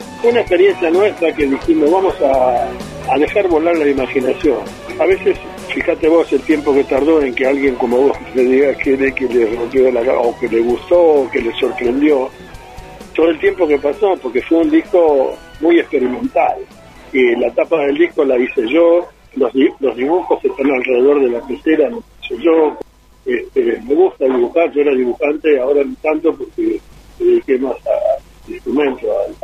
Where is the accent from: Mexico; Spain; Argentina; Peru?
Argentina; Río Cuarto, Córdoba; born there; Yo soy nacido en Río Cuarto, entonces cada vez que llegaban las vacaciones en verano, me mandaban a Córdoba para pasar los 3 meses.